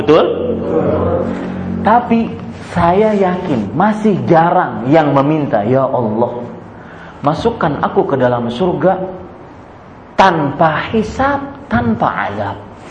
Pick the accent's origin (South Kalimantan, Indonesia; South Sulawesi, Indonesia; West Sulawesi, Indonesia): South Kalimantan, Indonesia; Banjarmasin; kalau di Banjarmasin di kota saya dari Kalimantan Selatan